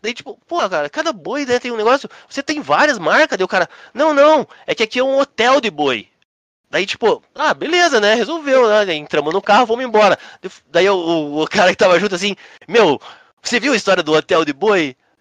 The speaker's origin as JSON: {"language": "Portuguese", "town": "Curitiba", "region": "Paraná", "country": "Brazil", "said": "eu sou curitibano de quarta geração, pia. Tipo, desde nossa, minha família tá aqui desde 1600, né? Então, assim, não tem ninguém mais curitibano que eu, entendeu?"}